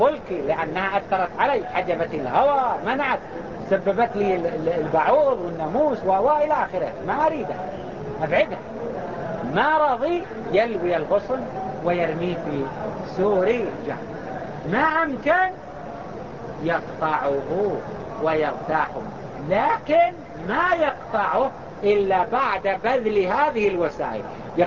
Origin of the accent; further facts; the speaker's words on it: Mecca, Makkah Province, Saudi Arabia; وهو ما يسمى عندنا في مكة يسمى بالحكر